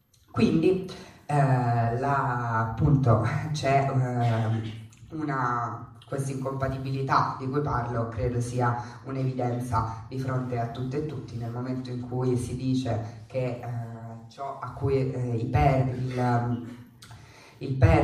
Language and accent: Italian; Rome, Lazio, Italy; io so di Roma